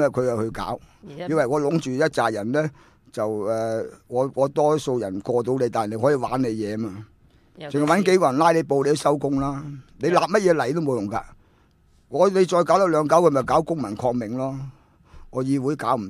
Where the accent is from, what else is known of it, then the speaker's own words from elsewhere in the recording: Hong Kong; 佢哋要我哋香港人有啲耐性咯